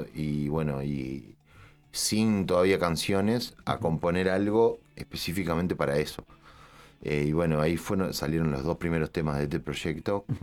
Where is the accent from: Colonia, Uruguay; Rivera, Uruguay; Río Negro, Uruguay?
Colonia, Uruguay; Rosario; Somos todos de Rosario, muchos de nosotros.